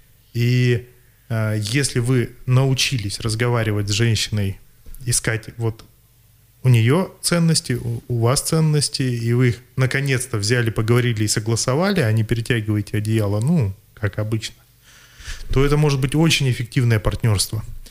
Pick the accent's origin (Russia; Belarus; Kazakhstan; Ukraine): Russia; Novosibirsk, Novosibirsk Oblast; Да, я из Новосибирска, и действительно сейчас нахожусь в Красноярске на достаточно продолжительном проекте.